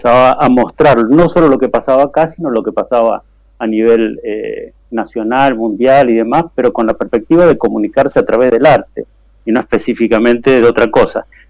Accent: Buenos Aires, Argentina; Yo soy oriundo de Capital Federal, yo soy de los queridos porteños, digamos.

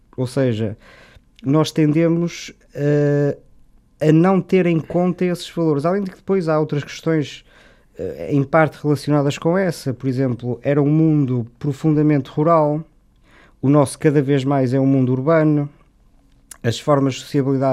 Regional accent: Porto, Portugal; born there; eu sou natural bom, nasci no Porto, mas a minha família é de Guimarães, portanto posso dizer que também sou de Guimarães

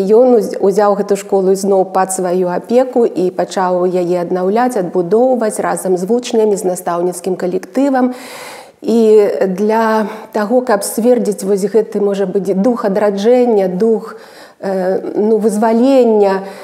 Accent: Gomel, Gomel Region, Belarus; also born or lived in Lida; Так, сапраўды, я нарадзілася ў Лідзе, ў гэтым гістарычным, легендарным горадзе Беларусі.

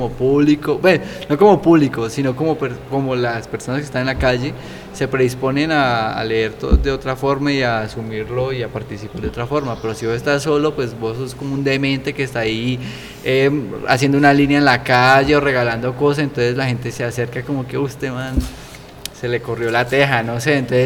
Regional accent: Cali, Valle del Cauca, Colombia; Yo digo de Cali y la gente se queda así como, Norteamérica. No, Cali, Colombia.

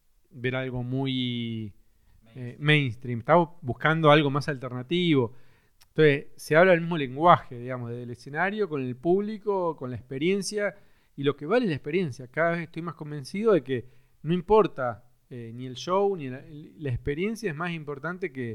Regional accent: Cipolletti, Río Negro, Argentina; yo soy de Chipoleti, de Río Negro, y ahí hice la secundaria

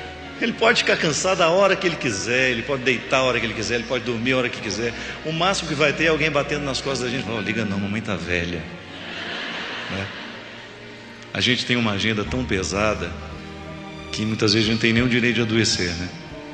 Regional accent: Formiga, Minas Gerais, Brazil; quando eu era criança, eu ficava encantado vendo lá em Formiga, na cidade onde eu nasci

